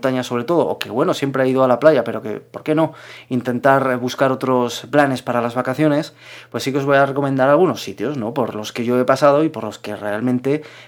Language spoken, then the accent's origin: Spanish; Broto, Aragon, Spain; Yo soy de Broto y, cómo no, pues mi pueblo es lo más bonito, pero es que realmente es muy bonito.